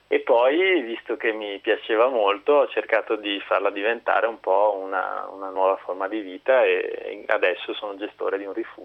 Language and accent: Italian; Padua, Veneto, Italy; sono tornato in Italia e, visto che sono di Padova e le Dolomiti non sono troppo lontane